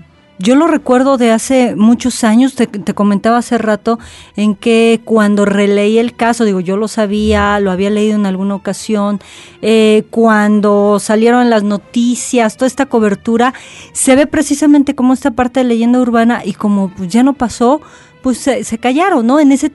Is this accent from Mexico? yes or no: yes; Mexico; así como nosotros mexicanos, teníamos a la Coyoxauhtli